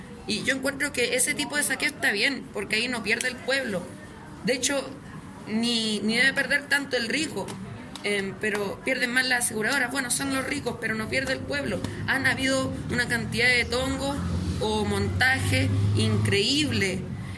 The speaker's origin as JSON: {"language": "Spanish", "town": "La Florida", "region": "Santiago Metropolitan Region", "country": "Chile", "said": "soy acá de la Florida, de territorios periféricos, de lo que es la ciudad de Santiago"}